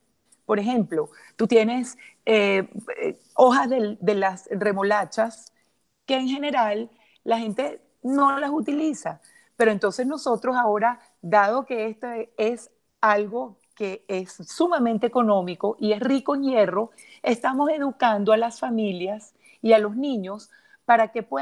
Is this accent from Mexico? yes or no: no; Venezuela; si tuviéramos a mi país de origen, Venezuela